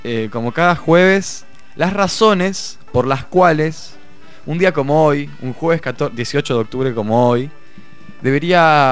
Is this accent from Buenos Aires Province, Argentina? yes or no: yes; La Plata, Buenos Aires Province, Argentina; Soy platense, sí, lamentablemente.